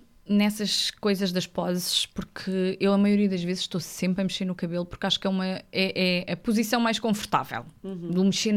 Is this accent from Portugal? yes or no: yes; Alentejo, Portugal; Ainda por cima eu sou alentejana, vai demorar um bocadinho.